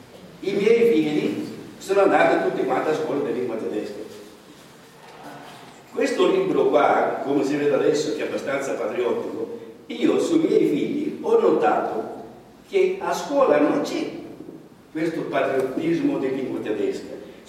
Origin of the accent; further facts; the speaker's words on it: Sicily, Italy; E io mi trovo appena in parte coinvolto in questo discorso qua, anche se sono siciliano.